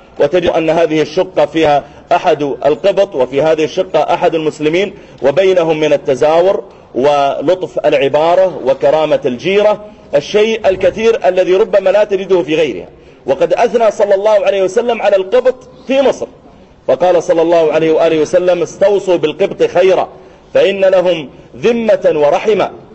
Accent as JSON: {"language": "Arabic", "country": "Saudi Arabia", "said": "بل حتى عندنا في المملكة العربية السعودية عدد من المشايخ الكرام"}